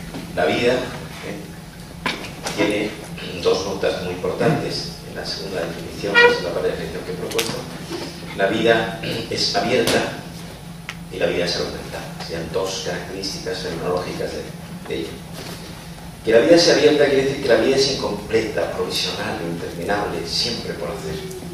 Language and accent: Spanish; Andalusia, Spain; now in Madrid, Spain